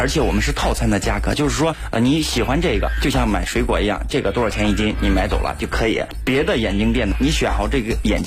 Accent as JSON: {"language": "Chinese", "region": "Beijing", "country": "China", "said": "做 MGG 眼镜连锁店的。"}